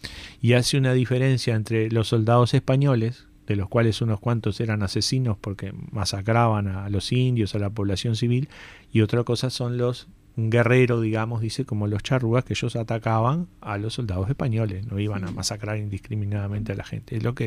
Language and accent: Spanish; Uruguay; Yo, capaz que yo no soy uruguayo, pero no me gusta el mate